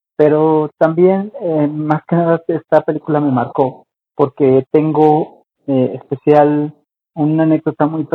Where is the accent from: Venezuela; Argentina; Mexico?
Mexico; Aquí de saludos desde mi tierra mexicana.